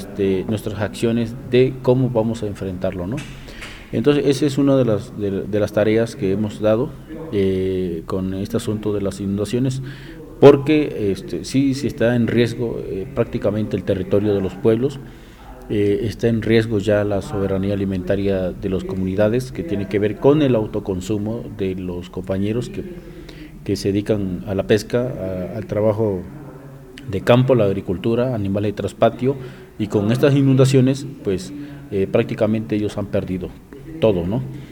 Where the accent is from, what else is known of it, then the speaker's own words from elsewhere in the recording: Tabasco, Mexico; soy de Tabasco.